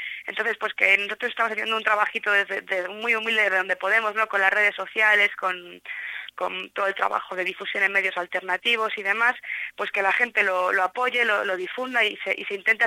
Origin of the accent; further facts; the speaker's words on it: Madrid, Community of Madrid, Spain; Yo soy de Madrid y demás